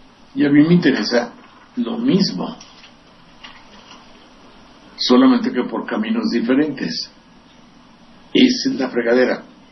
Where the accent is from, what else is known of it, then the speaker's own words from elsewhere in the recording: San Andrés Tlalnelhuayocan, Veracruz, Mexico; de San Andrés Tlalnehuayocan, de mi tierra, preguntando